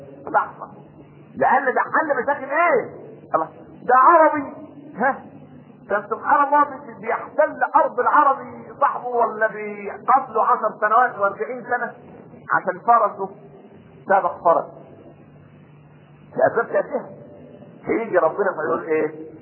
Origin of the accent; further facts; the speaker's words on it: Egypt; واحنا كمصريين دي الفطره بتاعتنا